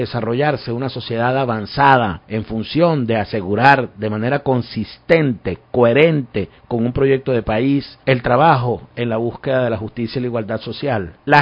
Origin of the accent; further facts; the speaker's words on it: Venezuela; valor que admiramos como venezolanos también de toda la vida